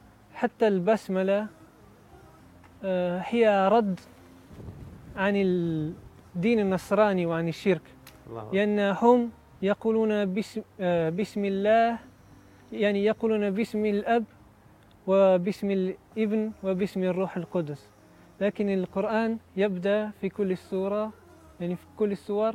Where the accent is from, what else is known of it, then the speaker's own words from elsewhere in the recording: Piedmont, Italy; Arabic is a second language; قريب من تورينو.